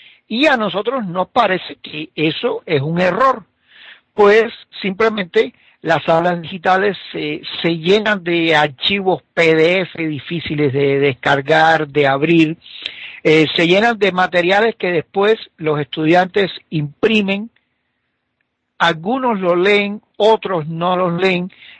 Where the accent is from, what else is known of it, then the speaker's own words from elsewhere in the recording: Cuba; moved away as an adult; now in Bolivia; yo todos saben que yo soy cubano, que radico aquí temporalmente en Bolivia